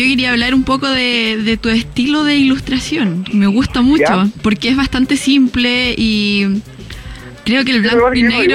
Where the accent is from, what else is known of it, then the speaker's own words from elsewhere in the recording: Quillota, Valparaíso, Chile; Pero no, yo soy de Quillota. No soy de Valpo, me salvé.